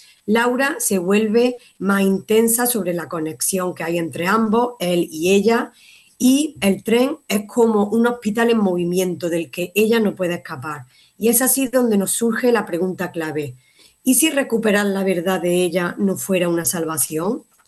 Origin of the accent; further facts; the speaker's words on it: Málaga, Andalusia, Spain; born there; alrededor de Málaga, que es mi ciudad natal, alrededor de España